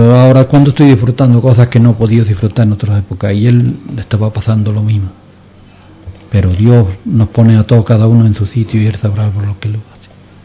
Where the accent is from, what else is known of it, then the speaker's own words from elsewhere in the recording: Ubrique, Andalusia, Spain; moved away; Yo tuve 33 años fuera de mi tierra